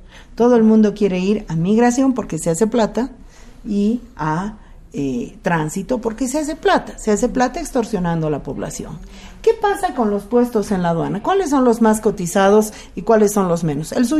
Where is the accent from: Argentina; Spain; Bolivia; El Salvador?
Bolivia; Yo diría... como ciudadana boliviana, que la aduana es el aparato de destrucción de la producción boliviana.